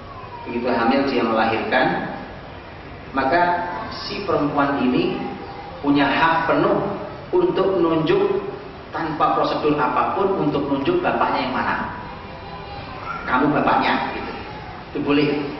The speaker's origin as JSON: {"language": "Indonesian", "region": "East Java", "country": "Indonesia", "said": "saya ajak ke kota saya di Jawa Timur."}